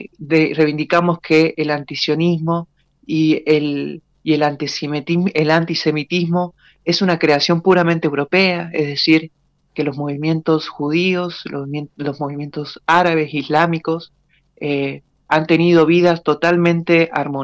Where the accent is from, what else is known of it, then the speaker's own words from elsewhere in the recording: Tunuyán, Mendoza, Argentina; yo soy de acá de Tunuyán, ¿no?